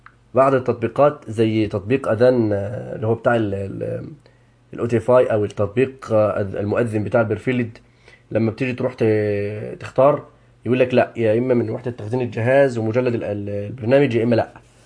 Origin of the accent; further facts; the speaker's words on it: Egypt; الاذان المعروف يعني عندنا في مصر.